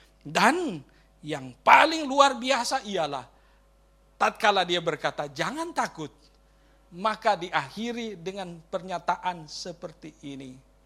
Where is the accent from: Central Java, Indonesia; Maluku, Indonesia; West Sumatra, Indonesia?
Maluku, Indonesia; Ambon; born there; Dan sampai ke tempat kelahiran saya, Ambon.